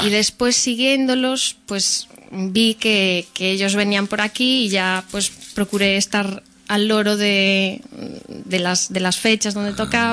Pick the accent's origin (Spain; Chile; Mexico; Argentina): Spain; Oleiros, Galicia; born there; now in Santiago de Compostela, Spain; nací en un rincón de La Coruña que se llama Oleiros.